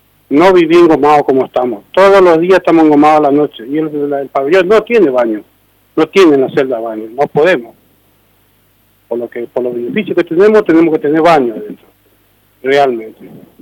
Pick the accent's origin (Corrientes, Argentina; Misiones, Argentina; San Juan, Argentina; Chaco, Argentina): Misiones, Argentina; le digo yo, porque yo soy de Misiones, voy a Brasil. voy porque yo soy camionero.